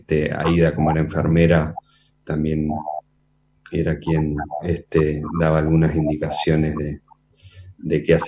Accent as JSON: {"language": "Spanish", "country": "Uruguay", "said": "tengo la doble nacionalidad. Soy uruguayo y soy argentino también. Aunque bueno, quizás no me sienta tan argentino, digamos, porque no he tenido una vida ahí."}